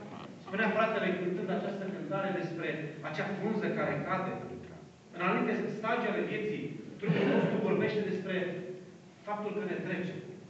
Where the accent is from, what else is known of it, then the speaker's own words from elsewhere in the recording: Romania; born there; M-am născut în România. Am o limbă, am o cultură. Am o naționalitate.